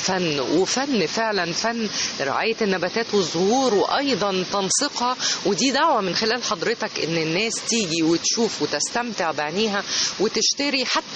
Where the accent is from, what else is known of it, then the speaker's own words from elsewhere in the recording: Egypt; لان احنا كمصريين ومحتاجين اي لمسة جمالية خاصة في يومنا المزدحم